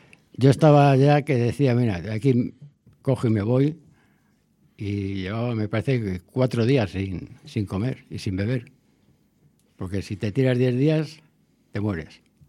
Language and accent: Spanish; Villaverde, Community of Madrid, Spain; born there; Yo cuando vine aquí en el 95, yo nací en Villaverde. Y me vine en el 95 aquí a la calle General Aranda, que ahora ya no existe.